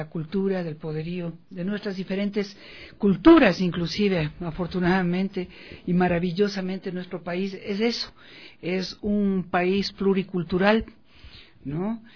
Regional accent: Ecuador; para todos quienes somos ecuatorianos

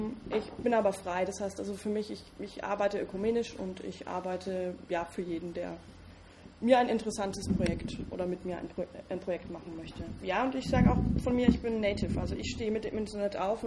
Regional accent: Bavaria, Germany; accent: Franconian; Wie man hört, komme ich aus Franken.

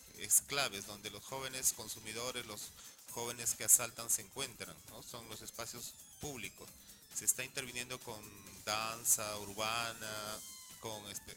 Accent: Callao, Peru; trabajar en el Callao es un desafío, y eso lo digo siendo chalaco.

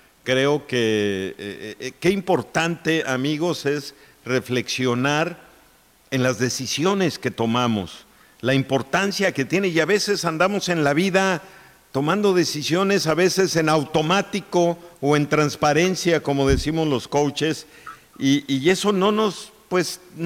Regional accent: Mexico; es un dolor que los mexicanos traemos por lo que pasa en nuestro país

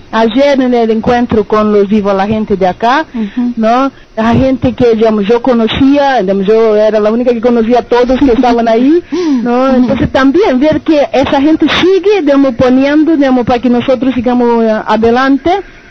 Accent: Maringá, Paraná, Brazil; Spanish is a second language; also born or lived in São Paulo; now in Montevideo, Uruguay; soy brasileña de São Paulo, nací en São Paulo, pero fui criada en Maringá, en el estado de Paraná, y ya hace 7 años que vivo en Montevideo.

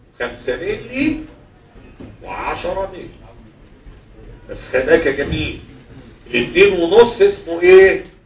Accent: Egypt; مش كل حاجه موجوده عندنا في مصر

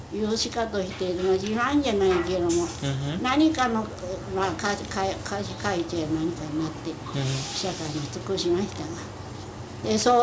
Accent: Wakayama, Japan; born there; 和歌山。日本、和歌山市。

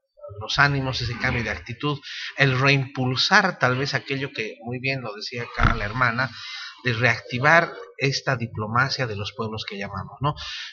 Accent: Tarija, Bolivia; conozco un paisano, yo soy de Tarija

